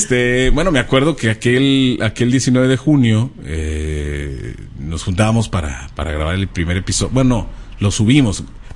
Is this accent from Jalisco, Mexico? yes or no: yes; Guadalajara, Jalisco, Mexico; aunque soy de Guadalajara, me gusta mucho Monterrey, me gustaría ir para allá un tiempo. Les agradezco un saludo y un saludo desde acá, desde Guadalajara.